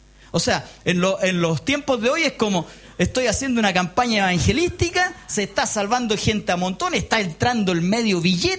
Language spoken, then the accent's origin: Spanish; Chile; Nosotros tenemos una característica como sociedad, como pueblo chileno, que somos muy malos para la autocrítica.